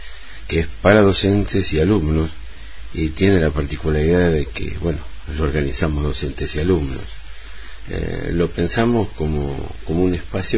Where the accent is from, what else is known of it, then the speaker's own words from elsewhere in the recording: Chivilcoy, Buenos Aires Province, Argentina; born there; Nací en Chivilcoy, en la provincia de Buenos Aires, Argentina.